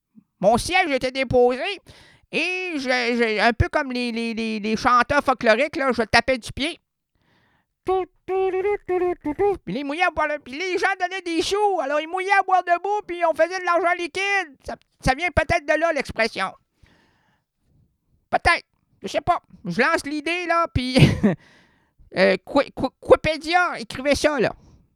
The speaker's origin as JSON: {"language": "French", "region": "Quebec", "country": "Canada", "said": "quand ça vire, là, chez nous au Québec, là, ça vire pas à peu près."}